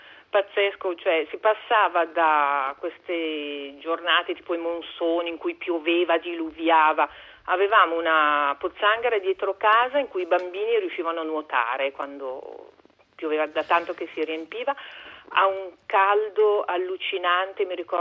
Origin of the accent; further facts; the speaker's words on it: Milan, Lombardy, Italy; sono a Milano, sono di Milano, abito in fondo via Padova.